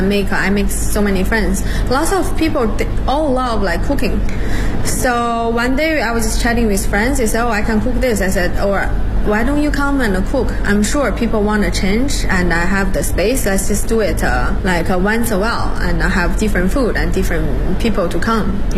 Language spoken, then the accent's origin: English; Beijing, China; English is a second language; I live in Hutong like for 10 years and I'm from Beijing. That's part of my life, my culture.